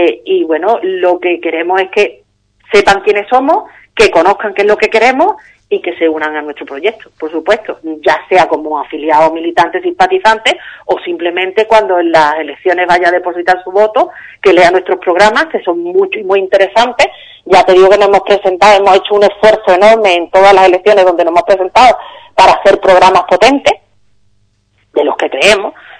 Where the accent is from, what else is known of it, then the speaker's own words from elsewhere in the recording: Andalusia, Spain; yo estoy en Algeciras, en el campo de Gibraltar, conozco la realidad de Cádiz porque soy gaditana